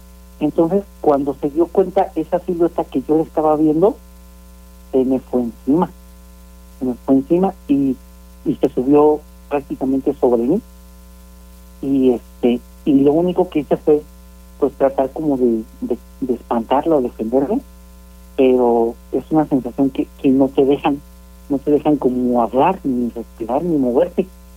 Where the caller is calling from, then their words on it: San Miguel de Allende, Guanajuato, Mexico; De aquí de San Miguel de Allende, de prácticamente Insurgentes.